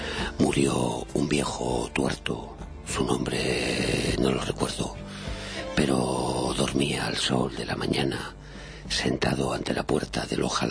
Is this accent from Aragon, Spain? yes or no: yes; Zaragoza, Aragon, Spain; que yo soy de Zaragoza